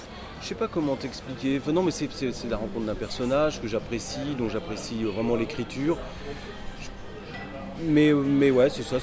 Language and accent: French; Normandy, France; Tu sais, je suis normand. Et c'est juste en face, et voilà, et quand j'étais gamin, j'y allais souvent, ou j'allais dans les îles anglo-normandes, c'était juste à côté de chez moi